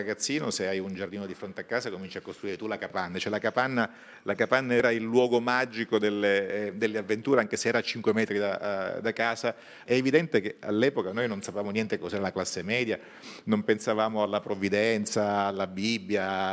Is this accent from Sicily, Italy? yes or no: yes; Syracuse, Sicily, Italy; noi abbiamo due tipi di siciliani, i siciliani di mare e quelli dell'interno. Sono un siciliano che è vissuto sul mare, la mia città è Siracusa, è una città che sta sul mare